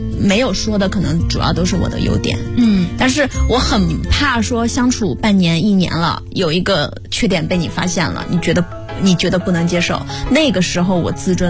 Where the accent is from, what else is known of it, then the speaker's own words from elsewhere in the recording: Sichuan, China; 因为我是四川人，我不吃辣我会死。